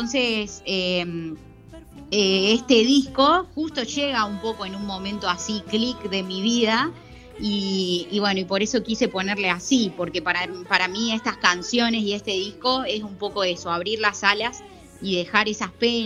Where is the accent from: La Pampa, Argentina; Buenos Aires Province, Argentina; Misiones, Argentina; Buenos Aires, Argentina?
La Pampa, Argentina; General Pico; porque yo soy de La Pampa, de General Pico, y me recorría todo Pico en la bici para llegar a su casa.